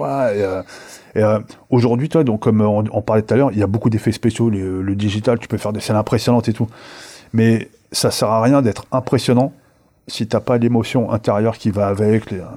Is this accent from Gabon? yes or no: no; France; also born or lived in Algeria; je suis né en Algérie, j'ai toujours vécu en France